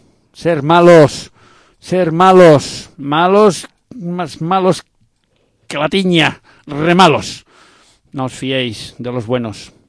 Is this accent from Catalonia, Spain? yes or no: yes; Catalonia, Spain; Soy catalán.